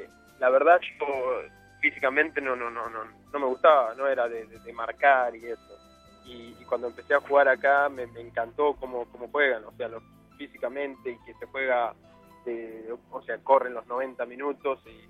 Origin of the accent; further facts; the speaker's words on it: Argentina; Dicen, sí, que argentino, como te dicen, cheat, que es tramposo.